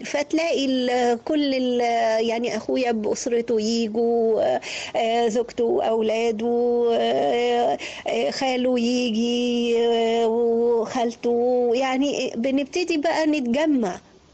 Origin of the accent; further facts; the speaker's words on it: Egypt; انت مصري عشان انت قاعد في مصر فبقيت بالطابع المصري.